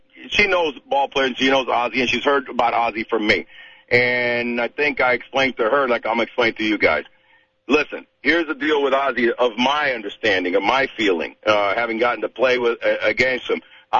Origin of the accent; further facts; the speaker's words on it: Miami, Florida, United States; also born or lived in Cuba; us as Cubans, I was born in Cuba, my parents, I grew up in Miami